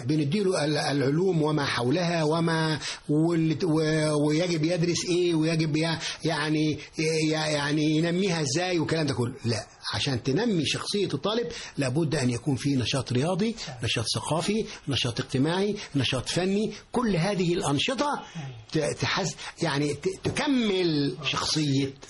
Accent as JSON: {"language": "Arabic", "town": "Giza", "region": "Giza Governorate", "country": "Egypt", "tie": "born or raised there", "said": "وكان في الجيزه الجديده والجيزه القديمه، انا كنت من الجيزه الجديده."}